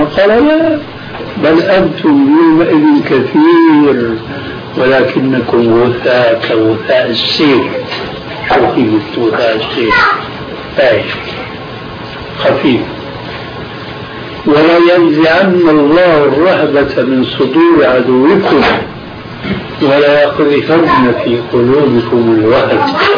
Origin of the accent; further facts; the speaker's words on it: Aleppo, Aleppo Governorate, Syria; يعني عندنا في حلب